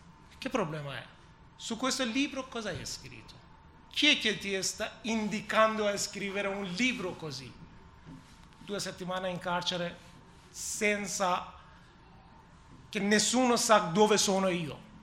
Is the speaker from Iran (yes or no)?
yes; Iran; Italian is a second language; moved away; Se ancora io ero nel mio paese, cosa poteva succedere per mia figlia?